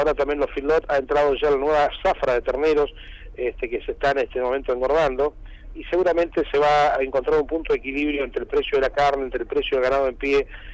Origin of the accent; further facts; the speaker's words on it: Argentina; más me gustaría hablarle como argentino